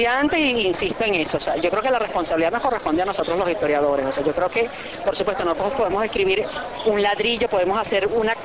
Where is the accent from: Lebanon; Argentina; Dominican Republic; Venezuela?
Venezuela; Caracas, Capital District; Entonces yo me siento eso, la caraqueña 1 millón, ¿no?